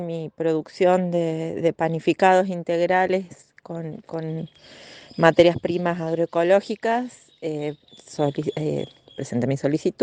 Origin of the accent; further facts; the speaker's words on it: Yacanto, Córdoba, Argentina; de Yacanto.